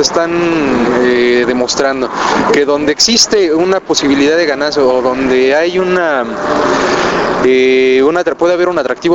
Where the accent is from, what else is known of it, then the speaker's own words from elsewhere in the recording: Mexico; parte de nuestra historia, parte de nuestra identidad, porque es la otra mitad que nos constituye como mexicanos, ¿no?